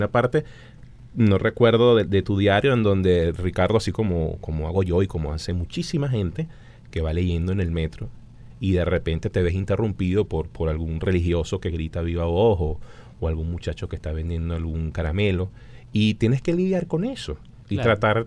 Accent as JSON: {"language": "Spanish", "town": "Caracas", "region": "Capital District", "country": "Venezuela", "said": "me refiero a nosotros como caraqueños, como ciudadanos"}